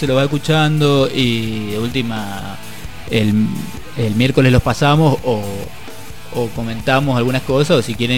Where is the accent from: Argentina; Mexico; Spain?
Argentina; Mendoza; un programa que teníamos hace unos años en Mendoza, de donde soy oriundo, por si no se notó